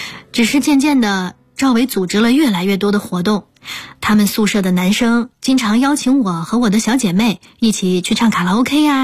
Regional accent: South China, China; 我的老家在南方的一座小城里

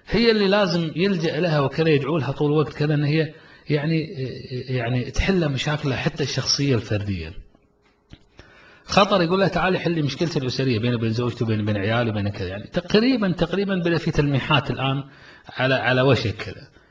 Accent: Kuwait; احنا كمجتمع كويتي نمر في ظروف

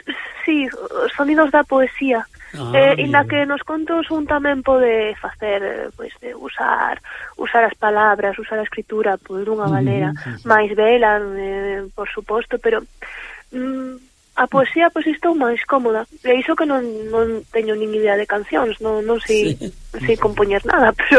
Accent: Ferrol, Galicia, Spain; eu son de Ferrol, bueno, teño familia Miratuxo e Lalín tamén

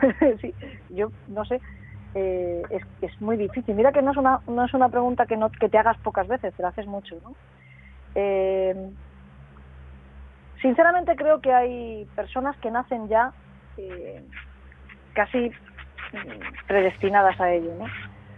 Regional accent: San Vicente del Raspeig, Valencian Community, Spain; Yo soy de San Vicente de los Tres, en Alicante

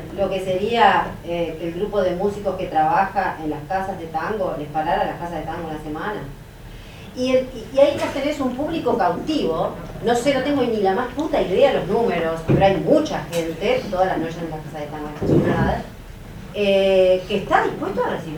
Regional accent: Uruguay; Quería preguntar, simplemente soy uruguaya, entonces no sé.

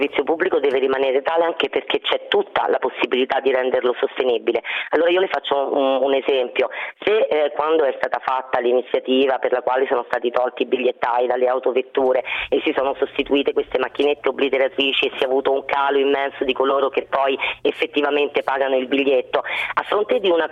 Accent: Rome, Lazio, Italy; da romana mi vergogno degli stranieri che vengono e che non si trovano davanti quella che è la Roma che io amo

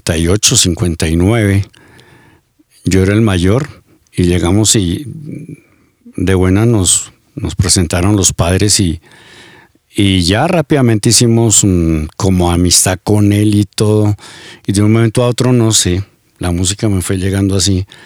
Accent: Boavita, Boyacá, Colombia; born there; Yo nací en Boavita, Boyacá, al norte del departamento. Es un municipio que ha dado muchos artistas. Allá nos gusta mucho la música.

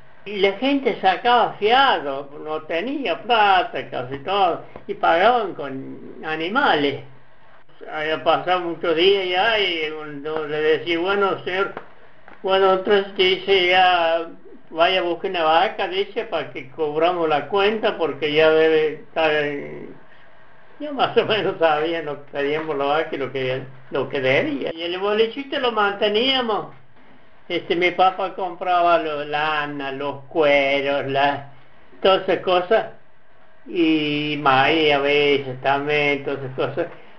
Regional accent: Córdoba, Argentina; born there; Allá donde yo nací era más o menos donde se dividía Pocho con San Alberto, entre Pachango y San Antonio.

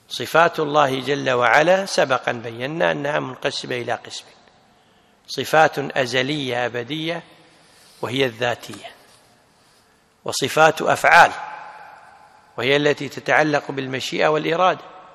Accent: Kuwait; عندنا في الكويت اسمها وزارة التخطيط.

